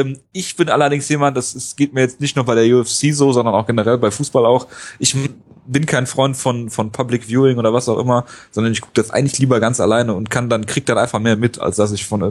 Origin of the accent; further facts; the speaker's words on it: Leverkusen, North Rhine-Westphalia, Germany; Ja, ich komme ja aus Leverkusen und dann geht man da halt auch ins Stadion.